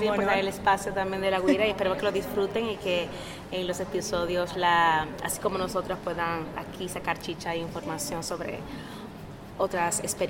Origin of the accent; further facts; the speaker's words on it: Dominican Republic; de República Dominicana, queríamos algo que nos representara, que fuera nuestro, muy autóctono, muy de nuestras raíces.